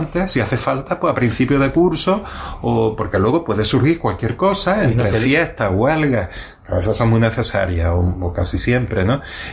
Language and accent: Spanish; Torrox, Andalusia, Spain; El último fue el curso pasado en mi pueblo, ¿no?, en Torrox.